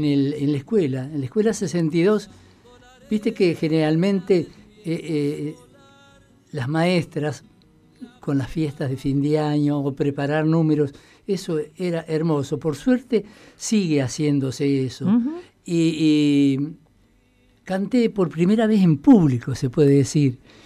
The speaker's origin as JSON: {"language": "Spanish", "town": "Toay", "region": "La Pampa", "country": "Argentina", "tie": "born or raised there", "also_born_or_lived": "Puelén", "said": "en la escuela 62, hice la primaria. Viví 11 años en Toay."}